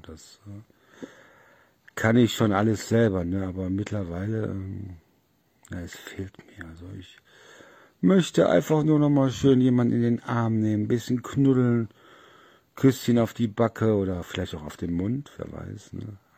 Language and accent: German; Solingen, North Rhine-Westphalia, Germany; now in Oldenburg, Germany; ich komme ja aus Solingen und wo ich hier damals aus Nordrhein-Westfalen hier runtergezogen bin